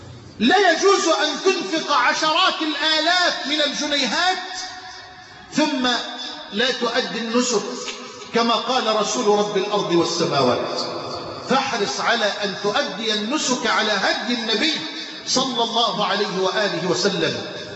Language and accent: Arabic; Egypt; اللهم اجعل بلدنا مصر امنا امانا سخاء رخاء